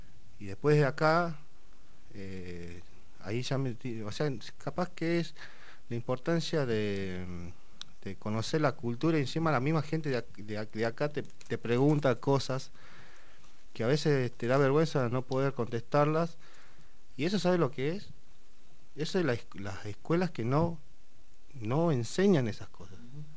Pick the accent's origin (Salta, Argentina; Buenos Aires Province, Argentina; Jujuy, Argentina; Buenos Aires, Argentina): Salta, Argentina; Guachipas; De Huachipas. Está al límite de Tucumán.